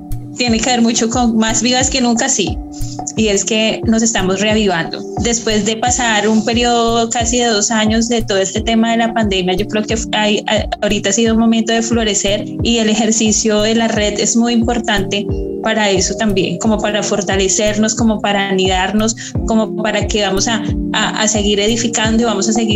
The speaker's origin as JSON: {"language": "Spanish", "country": "Colombia", "said": "soy colombiana."}